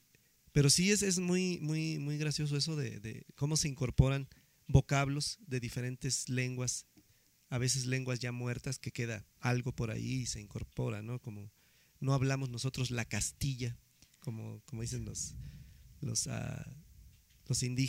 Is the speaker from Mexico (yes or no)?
yes; Mexico; Nuestro país es tan grande que somos un mundo de diferente, somos mexicanos